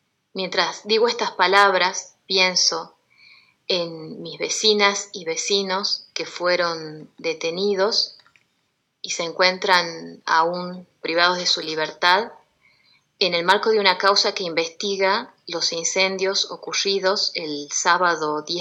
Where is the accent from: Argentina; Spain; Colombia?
Argentina; Andalgalá, Catamarca; los principales ríos que forman el río Andalgalá, que es el que da vida a mi pueblo